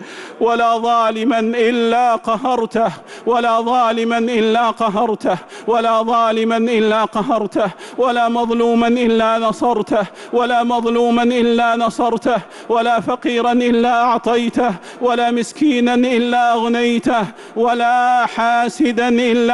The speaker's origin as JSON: {"language": "Arabic", "country": "Saudi Arabia", "said": "اللهم أدم على بلادنا المملكة العربية السعودية وجميع بلاد"}